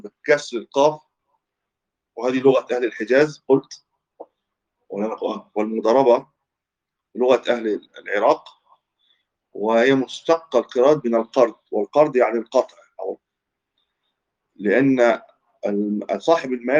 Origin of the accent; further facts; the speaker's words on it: Egypt; هو مشهور عندنا في مصر بالمضاربة أيضا